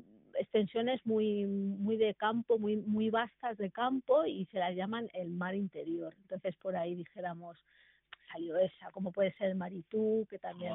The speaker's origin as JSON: {"language": "Spanish", "town": "Barcelona", "region": "Catalonia", "country": "Spain", "said": "ya que nosotros somos pues de Barcelona y tenemos muy muy presente el mar desde que somos muy pequeñitos"}